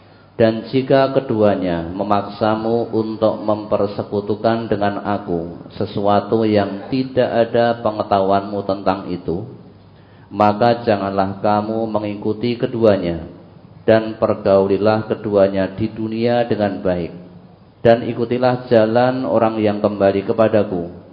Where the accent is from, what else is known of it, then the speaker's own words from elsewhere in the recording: South Sumatra, Indonesia; Sumatera Selatan.